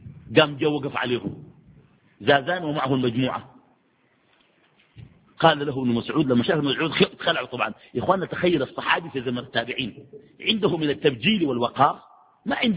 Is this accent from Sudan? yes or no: yes; Sudan; ويجيك والله في السودان عندنا جلسة